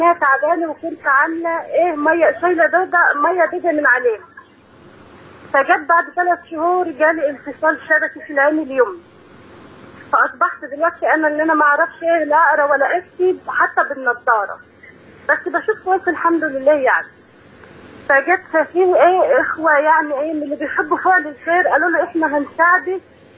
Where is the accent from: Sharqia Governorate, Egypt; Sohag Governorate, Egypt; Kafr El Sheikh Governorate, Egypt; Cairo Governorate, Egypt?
Kafr El Sheikh Governorate, Egypt; Kafr El Sheikh; انا من كفر الشيخ